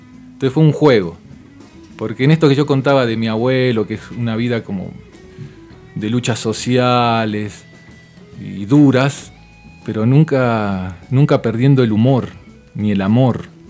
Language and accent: Spanish; Wilde, Buenos Aires Province, Argentina; En Wilde. En un barrio.